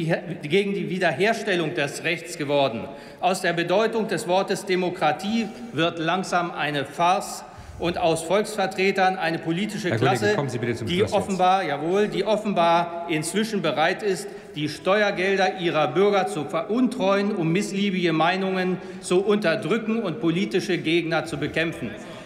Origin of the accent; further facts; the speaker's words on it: Celle, Lower Saxony, Germany; meiner Heimatstadt Celle